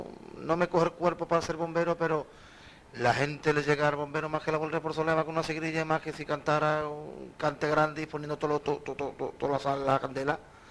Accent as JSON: {"language": "Spanish", "town": "Jerez", "region": "Andalusia", "country": "Spain", "tie": "born or raised there", "also_born_or_lived": "Madrid", "said": "recuerdo la primera vez que yo salí de Jerez, me llevaste tú a Madrid, que fue la primera vez que yo salí"}